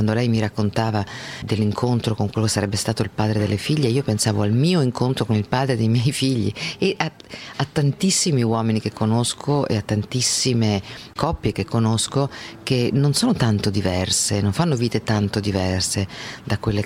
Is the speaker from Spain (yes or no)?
yes; Spain; io vengo dalla Spagna